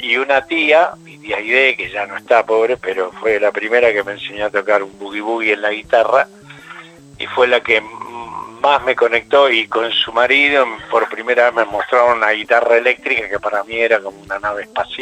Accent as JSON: {"language": "Spanish", "town": "Florida", "region": "Buenos Aires Province", "country": "Argentina", "tie": "born or raised there", "said": "yo nací en Capital, pero me crié en Florida, Vicente López, ese fue mi barrio natal"}